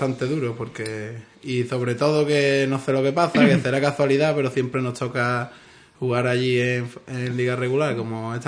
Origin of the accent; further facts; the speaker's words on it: Ubrique, Andalusia, Spain; pero se podría llamar Ubrique, porque la mayoría somos de Ubrique